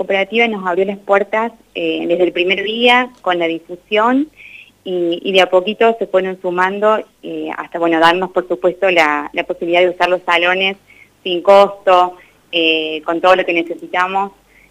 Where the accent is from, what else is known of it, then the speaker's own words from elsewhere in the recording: Córdoba, Argentina; moved away as an adult; now in Santa Rosa, Argentina; yo soy de Córdoba, así que me vine hace 3 años a vivir a La Pampa